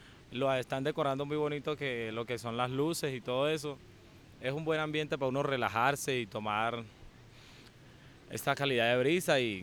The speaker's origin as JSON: {"language": "Spanish", "town": "Apartadó", "region": "Antioquia", "country": "Colombia", "said": "Yo soy de apartado de Urabá."}